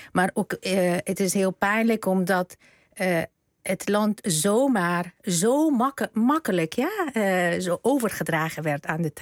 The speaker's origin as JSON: {"language": "Dutch", "country": "Afghanistan", "said": "sprake van een humanitaire ramp in mijn land. En we hebben ook gehoord afgelopen weken iets wat wij als Afghanen altijd al vanaf het begin wisten"}